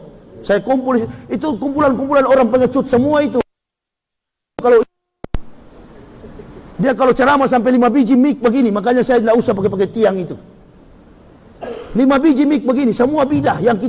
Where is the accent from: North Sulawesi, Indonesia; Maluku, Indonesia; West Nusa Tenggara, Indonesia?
North Sulawesi, Indonesia; Manado; Bahkan Manado, kampung halaman saya, kebanyakan Muslim sekarang.